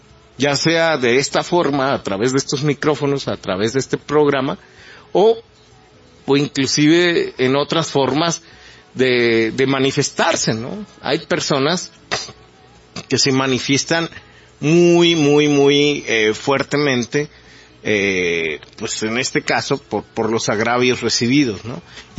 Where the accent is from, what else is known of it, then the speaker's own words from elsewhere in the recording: Mexico; como mexicanos, como personas que amamos este país